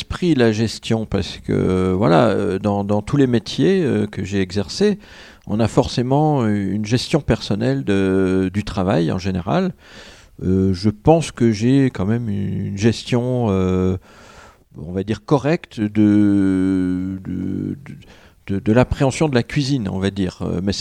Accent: Bourgogne-Franche-Comté, France; Alors, moi, je viens de Franche-Comté. Donc, en Franche-Comté, on aime les bons fromages en général.

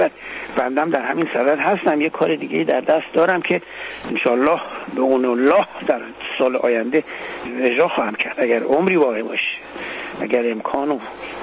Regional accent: Iran; به عنوان یک ایرانی سال نو خورشیدی

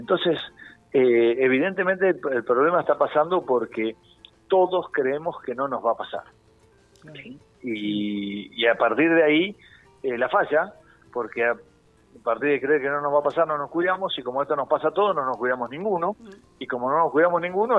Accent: La Plata, Buenos Aires Province, Argentina; Yo hoy estoy hablando con ustedes, soy de La Plata, porque la Casa Central de Seguros Rivadavia está en La Plata, pero hoy estoy en San Rafael dando charlas a empresas de transporte, ¿sí? En Zarapal, Mendoza.

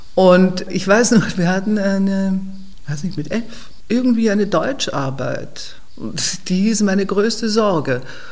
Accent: Vienna, Austria; born there; Ich bin am 13. April 1944 in Wien geboren. Meine Mutter war Wienerin, mein Vater Holländer

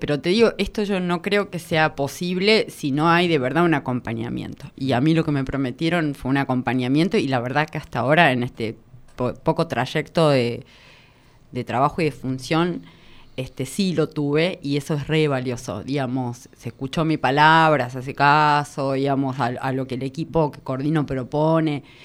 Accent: Catamarca, Argentina; me traen a Buenos Aires, todo el mundo sabe todo, y yo vengo de Catamarca

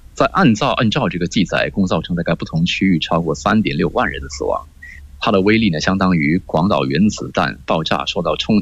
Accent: Indonesia; 那么完了呢，我也发现印度尼西亚，我们印度尼西亚人，他们当看到有这些年轻的孩子做这样的动作的时候

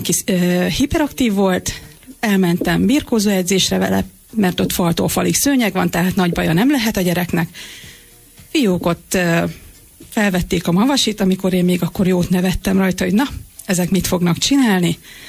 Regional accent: Szolnok, Jász-Nagykun-Szolnok, Hungary; Hát itt Magyarországon 2001 volt az első magyar bajnokság, amit éppen Szolnok rendezett a szülővárosom

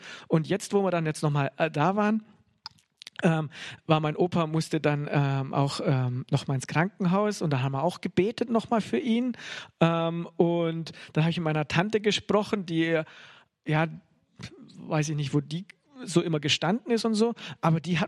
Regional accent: Bavaria, Germany; born there; ich bin ja in Bayern geboren, komme so richtig aus dem Katholischen

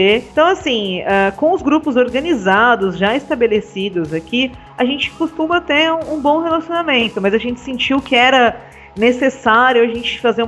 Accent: Guarulhos, São Paulo, Brazil; eu também sou da pessoa de Guarulhos, né? Eu sou da periferia de Guarulhos.

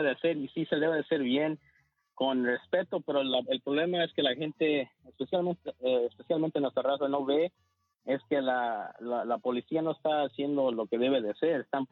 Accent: Mexico; now in United States; yo soy mexicano, gracias a Dios tengo DACA

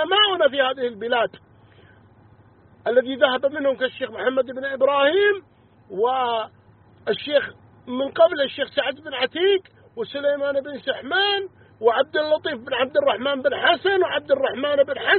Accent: Saudi Arabia; نحن على معتقد أهل السنة والجماعة، ونرى السمع والطاعة لولي الأمر في بلادنا المملكة العربية السعودية

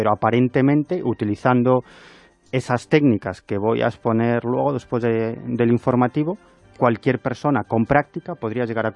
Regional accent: Galicia, Spain; Pues, yo soy gallego, yo vengo del norte.

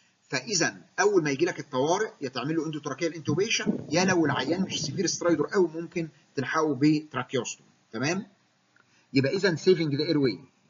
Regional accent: Egypt; نحن كمصريين نفتخر

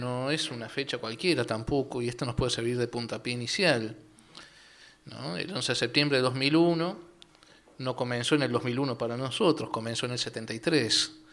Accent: Chuy, Rocha, Uruguay; also born or lived in Montevideo; Si bien nací en Montevideo, me crié en el Chuy, frontera.

